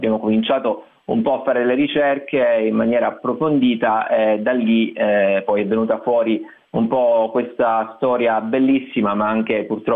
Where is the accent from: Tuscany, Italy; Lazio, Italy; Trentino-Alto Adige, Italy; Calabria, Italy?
Calabria, Italy; Cosenza; io sono di Cosenza